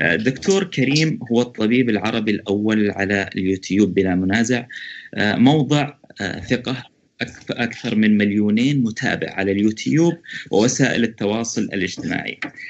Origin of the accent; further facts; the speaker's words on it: Saudi Arabia; من السعودية